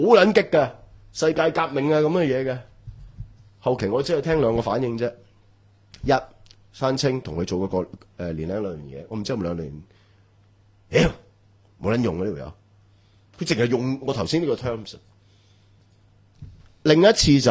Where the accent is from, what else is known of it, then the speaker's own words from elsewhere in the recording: Hong Kong; 喂，我香港人可以即係走得嘅、哦，翻到香港嘅